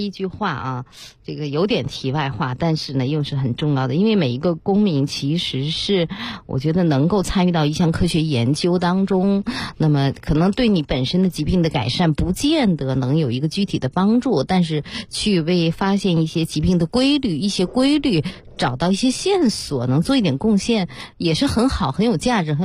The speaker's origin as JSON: {"language": "Chinese", "region": "Beijing", "country": "China", "said": "我们北京人现在人均寿命已经是预期寿命啊，82点多岁"}